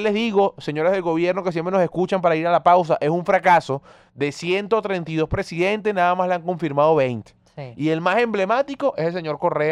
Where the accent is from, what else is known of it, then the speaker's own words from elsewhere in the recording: Venezuela; es nuestro derecho como venezolanos